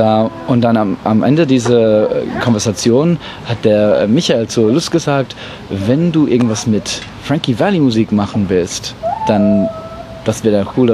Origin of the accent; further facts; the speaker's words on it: England, United Kingdom; German is a second language; Also ich bin Engländer, genau.